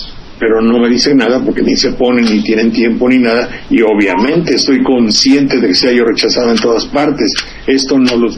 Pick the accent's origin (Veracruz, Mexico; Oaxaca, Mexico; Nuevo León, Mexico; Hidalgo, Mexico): Veracruz, Mexico; Xalapa; Soy de Jalapa, y los chiles jalapeños, que ya hoy no se hacen, son reconocidos en muchas partes.